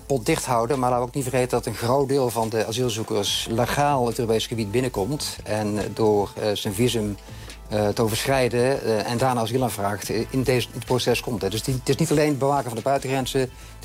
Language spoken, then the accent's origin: Dutch; Netherlands; now in Warsaw, Poland; Zeker. Ik blijf Nederlander en ik kom er regelmatig, dus zeker.